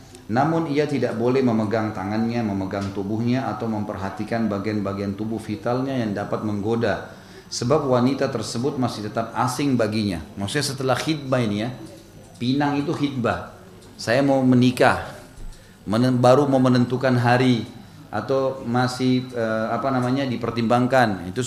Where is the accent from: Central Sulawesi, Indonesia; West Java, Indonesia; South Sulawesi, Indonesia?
South Sulawesi, Indonesia; born there